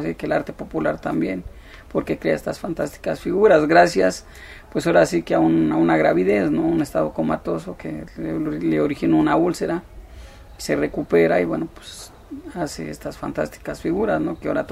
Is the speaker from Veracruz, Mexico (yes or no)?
no; Mexico City, Mexico; yo ahora sí que soy originario de la Ciudad de México.